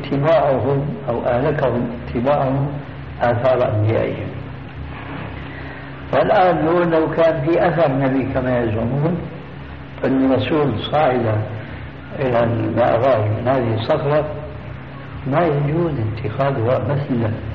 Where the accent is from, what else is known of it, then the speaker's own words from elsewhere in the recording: Damascus, Damascus Governorate, Syria; دمشقي آني